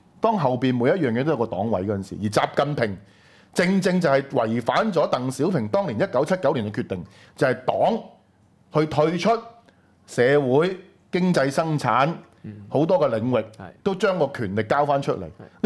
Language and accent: Cantonese; Hong Kong; 如果係咁嘅話，我哋香港人已經身受其害